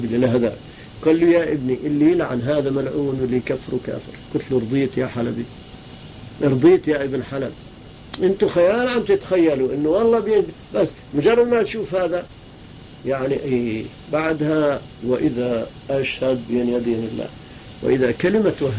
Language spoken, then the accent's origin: Arabic; Palestine; accent: Palestinian; استحى، شاف لهجتي فلسطينية استحى شوية